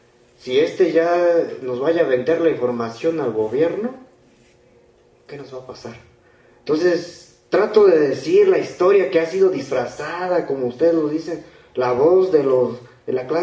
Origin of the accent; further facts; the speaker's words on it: Guerrero, Mexico; Yo vengo del estado de Guerrero